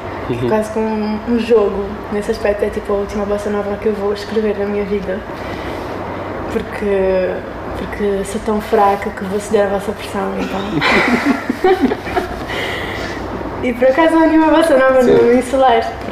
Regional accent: Angola; E como se isso me tirasse um pouco a autoridade como angolana e tal

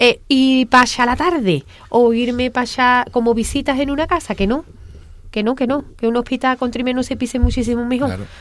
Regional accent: Alcalá, Spain; Como soy de Alcalá, nosotros nos veníamos.

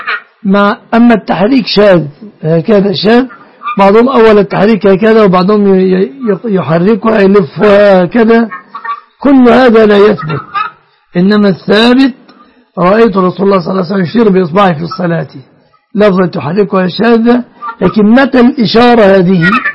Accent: Egypt

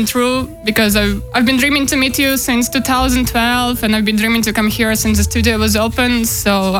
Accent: Riga, Latvia; from Riga, Latvia, and I was in Amsterdam

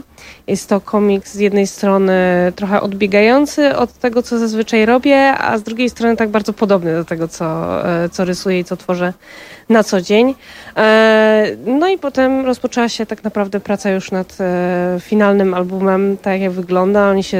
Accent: Katowice, Silesian Voivodeship, Poland; w Katowicach, w moim rodzinnym mieście, więc tutaj nawiązuję do takiego mojego ukochanego miejsca w moich rodzinnych stronach

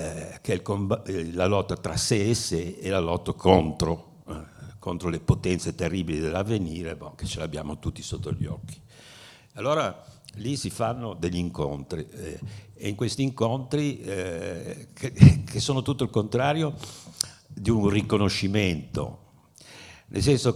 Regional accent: Genoa, Liguria, Italy; siccome sono genovese di origine

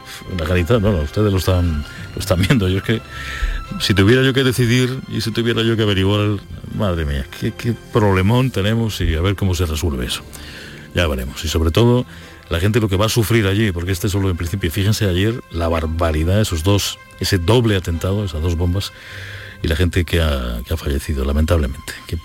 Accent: Andalusia, Spain; accent: Andalusian; frases curiosísimas, recogidas de nuestra forma de hablar, con acento andaluz. Sentirnos orgullosos de cómo hablamos aquí, que lo hacemos estupendamente.

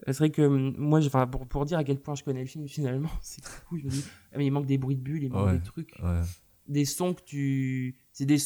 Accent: Nantes, Pays de la Loire, France; Je sais que par exemple chez moi à Nantes, il y a un ciné-concert

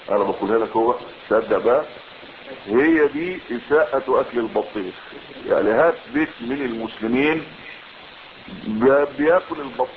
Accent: Egypt; وهذه قضية حقيقية عندنا بالذات كمصريين، نحن لا نحسن ان نأكل.

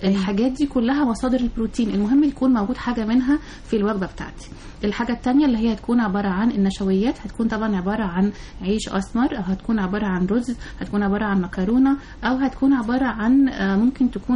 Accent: Egypt; مشكلتنا كلنا كمصريين يعني موضوع سمنة البطن دي

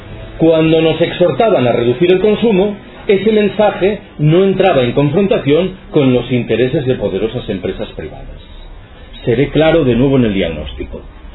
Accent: Galicia, Spain; Yo soy gallego.

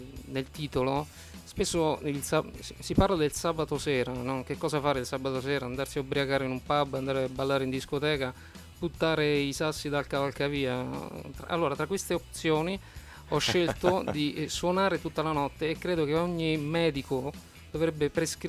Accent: Abruzzo, Italy; accent: Abruzzese; io parlo in dialetto, appunto, in dialetto abruzzese, in dialetto del mio paese, e quindi canto anche in dialetto. Parlo in italiano e canto in italiano.

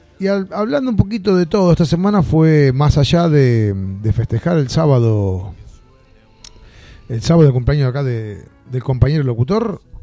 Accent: Argentina; moved away as an adult; El año que nos fuimos de Argentina.

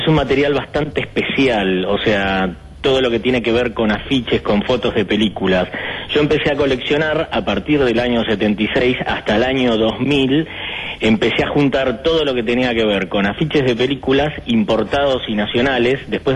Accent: Uruguay; now in Argentina; yo soy uruguayo, en el año 1976 llego a la Argentina, y ya de chiquito mi obsesión era el cine.

